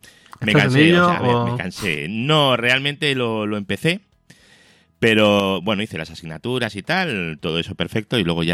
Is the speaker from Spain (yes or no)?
yes; Spain; Todos somos españoles y toda la pasta sale de España.